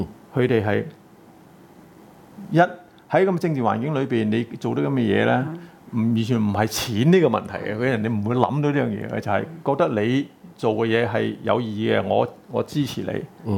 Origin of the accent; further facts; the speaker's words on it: China; born there; 因為當時我係比較有少少即係叫大陸嘅知識背景，我大陸出世。